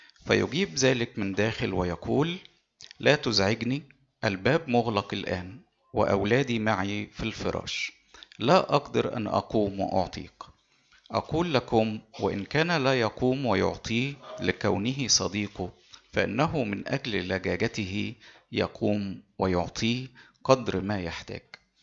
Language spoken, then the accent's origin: Arabic; Egypt; مشكلتنا في المجتمع المسيحي عندنا في مصر هنا